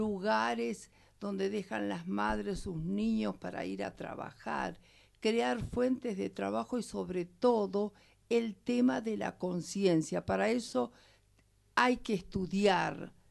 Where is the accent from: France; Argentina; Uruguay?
Argentina; Nos criamos, los argentinos, y yo soy argentina, pero me siento bolivariana y latinoamericana.